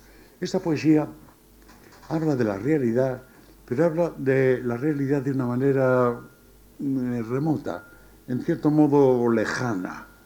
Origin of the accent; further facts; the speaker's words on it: Spain; ¿Cómo somos los españoles? Pues bajitos y morenos.